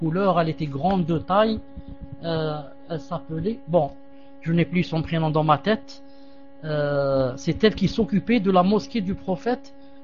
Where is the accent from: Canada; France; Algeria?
Algeria; On dit ça chez nous en Algérie.